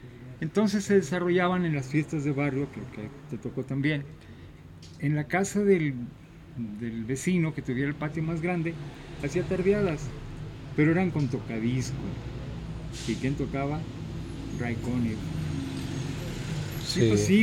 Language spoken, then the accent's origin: Spanish; Guadalajara, Jalisco, Mexico; Mira, soy originario de aquí, de Guadalajara, Jalisco. Yo me crié en el barrio de Analco